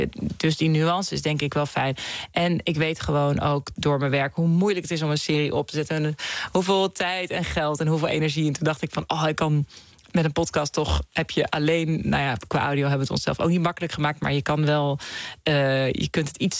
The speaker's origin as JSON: {"language": "Dutch", "town": "The Hague", "region": "South Holland", "country": "Netherlands", "said": "Ik kom uit Den Haag, uit het centrum."}